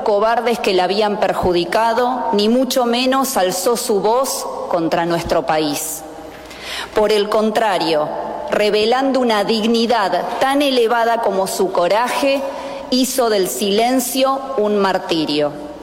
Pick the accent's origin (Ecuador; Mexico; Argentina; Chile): Argentina; No somos pocos los argentinos que, aún compartiendo en poco, en mucho o en nada sus ideas, valoramos el coraje y el patriotismo